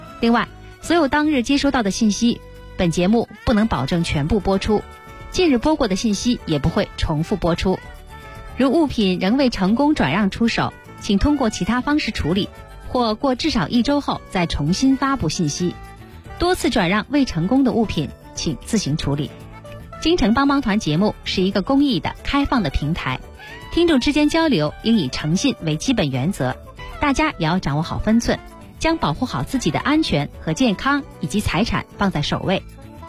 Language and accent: Chinese; Beijing, China; 身为一个北京人